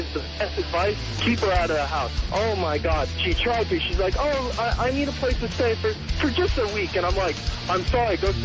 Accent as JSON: {"language": "English", "town": "Valencia", "region": "California", "country": "United States", "tie": "born or raised there", "said": "That is the valley to me when I was born and raised down right on"}